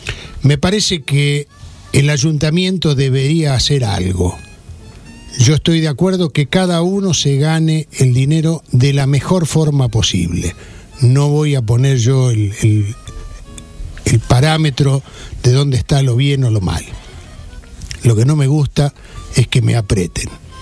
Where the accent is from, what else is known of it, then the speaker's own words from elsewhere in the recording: Pinamar, Buenos Aires Province, Argentina; una experiencia así yo he vivido allí en mi pueblo, en Pinamar